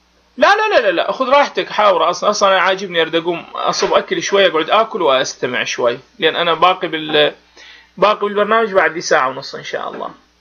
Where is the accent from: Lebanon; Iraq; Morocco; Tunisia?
Iraq; هذا احنا عراقيين ونعرف هذه المسائل